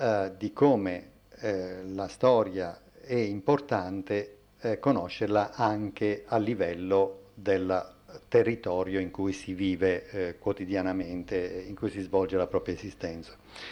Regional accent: Abruzzo, Italy; now in Venice, Italy; io abito a Venezia, sono abruzzese, abito a Venezia con la famiglia, insegno a Bologna, quindi sono un apolide

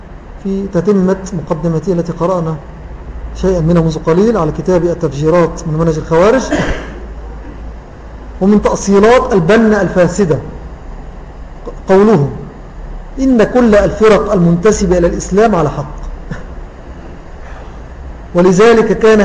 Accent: Syria; الذي عندنا في سوريا كتب هذه العبارة في أحد مؤلفاته

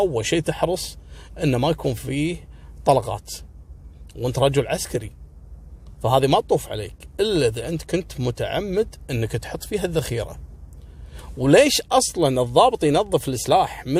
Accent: Kuwait; وعلى فكرة ترى احنا عندنا في الكويت التعامل العسكري

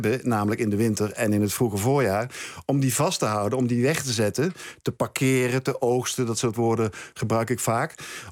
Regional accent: southern France, France; als je het vergelijkt met Zuid-Frankrijk, waardoor ik voorlangs ik binnen van waar ik vandaan kom, is het in Nederland een stuk groener

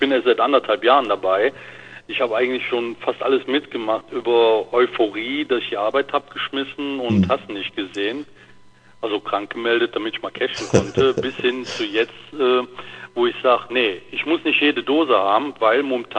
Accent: North Rhine-Westphalia, Germany; Wir haben hier direkt einen Kreis Aachen, wo ich herkomme, und angrenzend direkt den Kreis Düren.

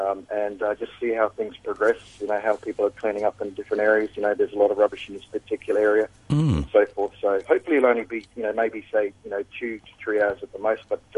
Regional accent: Australia; accent: Australian; I've got an Australian accent, and I grew up in Australia

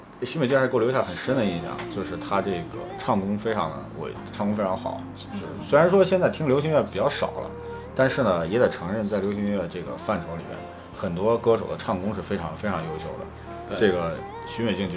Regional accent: Xi'an, Shaanxi, China; 因为我家是西安的嘛，不像很多其他的一些更大的城市或者是沿海地区

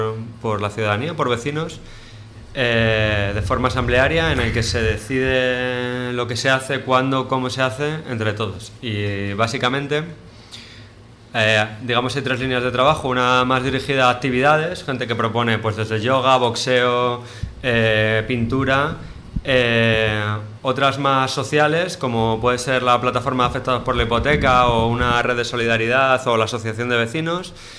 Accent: Montamarta, Castile and León, Spain; vengo de Montamarta.

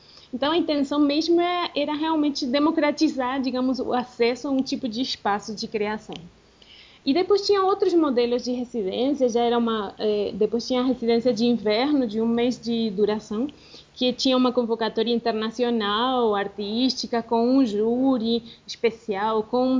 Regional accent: Argentina; Portuguese is a second language; also born or lived in Brazil; now in Medellín, Colombia; eu sou argentina e morei no Brasil uns 10 anos, mais ou menos. E atualmente eu estou na Colômbia, morando na cidade de Medellín

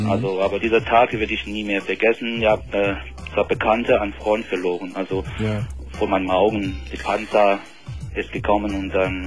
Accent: Beijing, China; German is a second language; Also ich komme aus China, aus Peking.

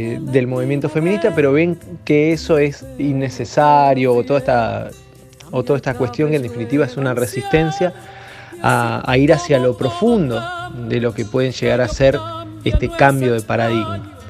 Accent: Capitán Bermúdez, Santa Fe, Argentina; de Capitán Bermúdez

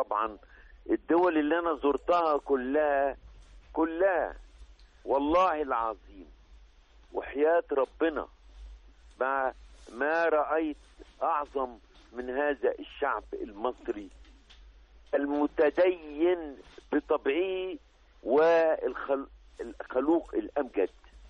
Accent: Egypt; في أي إنسان عندنا في مصر

